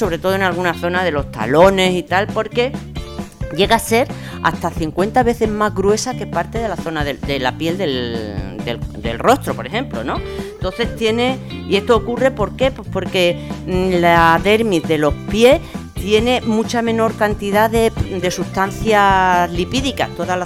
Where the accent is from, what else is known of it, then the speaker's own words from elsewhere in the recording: Extremadura, Spain; Mira, mi pueblo en Extremadura, de al que iré dentro de poco, muy pequeñito, 1.200 habitantes y así.